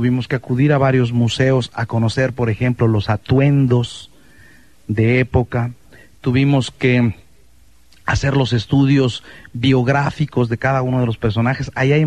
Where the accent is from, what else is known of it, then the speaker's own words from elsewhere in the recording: Mexico City, Mexico; Yo nací en el Distrito Federal. Nací, crecí y me eduqué la primera parte de mi vida en el Distrito Federal. Soy hijo de una familia chiapaneca. Mi padre era de San Cristóbal Las Casas, mi madre era de Pichucalco.